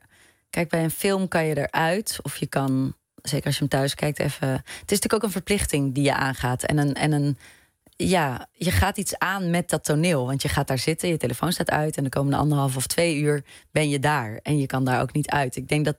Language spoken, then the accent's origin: Dutch; Etten-Leur, North Brabant, Netherlands; En toen ik kwam vers uit Etten-Leur. Ik had nog nooit een toneelvoorstelling gezien.